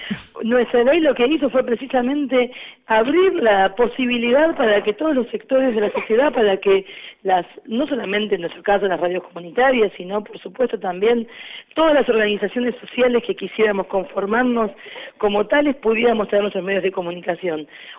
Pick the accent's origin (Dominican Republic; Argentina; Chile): Argentina; somos el pueblo argentino en su totalidad